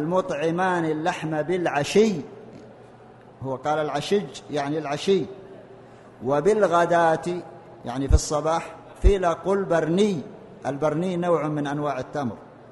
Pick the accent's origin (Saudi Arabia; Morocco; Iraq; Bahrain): Saudi Arabia; المنتشر الآن في لغتنا في السعودية في لهجتنا في القاف في اللهجة المحلية غير الفصحى، نحن لا نتكلم بالقاف إلا في القرآن وفي الدروس والمحاضرات، لكن بقية كلامنا نقول قال يقول